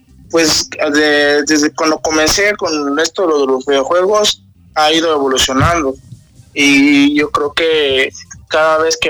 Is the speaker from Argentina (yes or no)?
no; Oaxaca, Mexico; Okay. Soy originario de Ciudad de Estepe, Oaxaca. Uh-huh. Más conocido en la zona del Istmo.